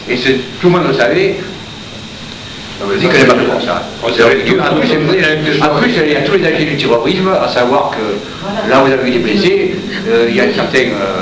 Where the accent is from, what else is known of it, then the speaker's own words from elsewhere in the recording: Brazil; là, je suis brésilien, j'ai voulu dire